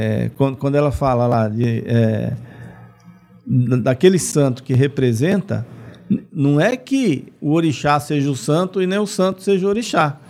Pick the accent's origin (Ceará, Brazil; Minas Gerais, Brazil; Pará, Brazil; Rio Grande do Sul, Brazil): Pará, Brazil; Belém; em Belém do Pará, minha terra natal, com mais de 2 milhões de devotos